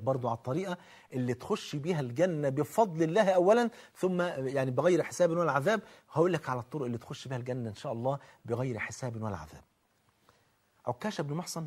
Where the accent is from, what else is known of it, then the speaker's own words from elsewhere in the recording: Egypt; عندنا في مصر